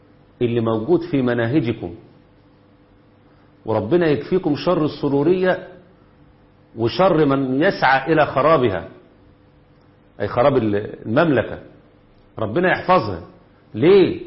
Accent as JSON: {"language": "Arabic", "country": "Egypt", "said": "ويحفظ بلدنا مصر في قوة وعزة"}